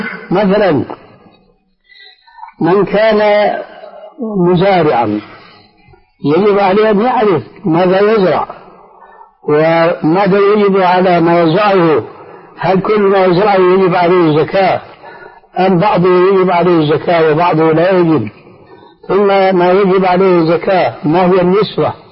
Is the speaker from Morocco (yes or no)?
no; Syria; يعني كما يقولون عندنا في سوريا في لغة العامة